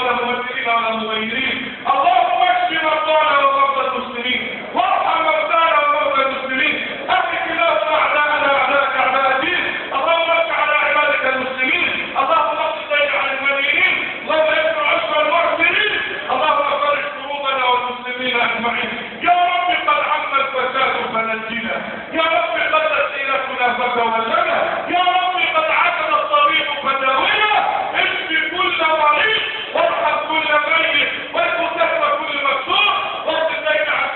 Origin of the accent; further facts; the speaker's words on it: Egypt; اللهم انا نسالك ان تجعل بلدنا مصر امنا امانا سخاء رخاء